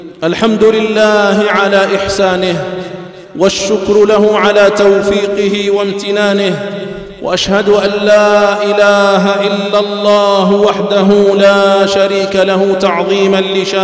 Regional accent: Algeria; خصوصا في بلادنا الجزائر التي قامت على العلم والعلماء

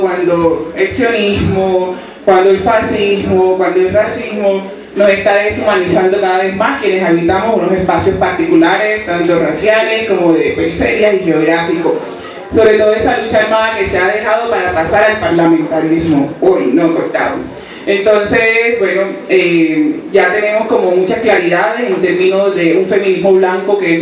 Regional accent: Cartagena, Bolívar, Colombia; venimos del Caribe colombiano, de Cartagena. Somos un proceso barrial. Somos un proceso barrial de mujeres, bueno, de compañeras y compañeras negras de la periferia en Cartagena.

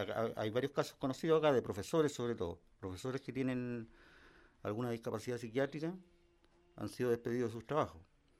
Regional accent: Quilpué, Valparaíso, Chile; el pasaje de donde yo vengo, que es de Quilpué, que es una ciudad que queda al lado de Viña

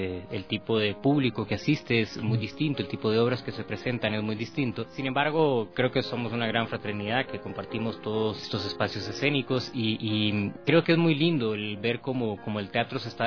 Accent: Costa Rica; now in Quito, Ecuador; Yo soy costarricense, pero ya llevo 8 años de residencia aquí en Ecuador, en Quito.

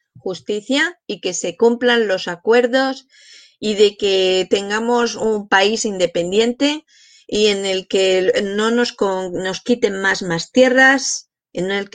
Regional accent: Madrid, Community of Madrid, Spain; vivís en mi ciudad, porque yo soy de Madrid

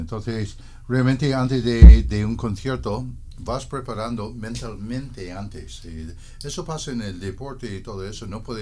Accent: Downey, California, United States; mis hermanos mayores tenían vinilos cuando estaba creciendo en Downey, California, y me acuerdo de esa canción de tenía unos 12 años 12, 13 años

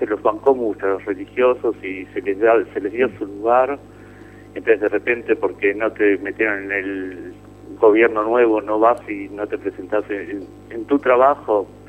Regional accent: Argentina; moved away; Eso es lo que me afecta a mí como argentino que vive en el exterior.

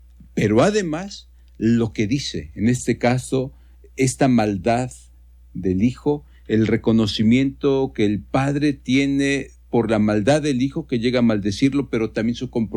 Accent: Mexico; nuestra identidad como mexicanos

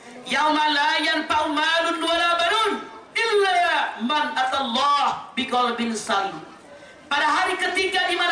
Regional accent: Ciamis, West Java, Indonesia; Saya orang Ciamis, bukan orang Cilacap tuh.

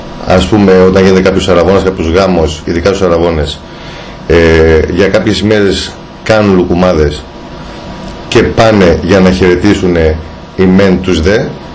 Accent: Aspropyrgos, Attica, Greece; η Δυτική Αττική, από όπου κατάγομαι, από τον Ασπρόπυργο, το θριάσιο πεδίο δεν έχει μόνο μόλυνση, αλλά έχει και παράδοση.

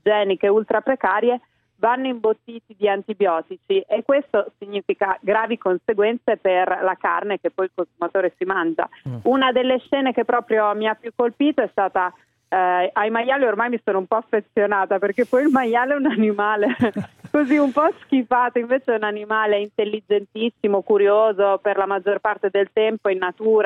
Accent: Emilia-Romagna, Italy; oltretutto sono romagnola

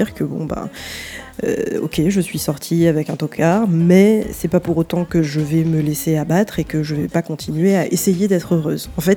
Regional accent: Martinique; J'ai grandi en Martinique, donc j'ai grandi avec … à la radio, et à la maison, on avait plus

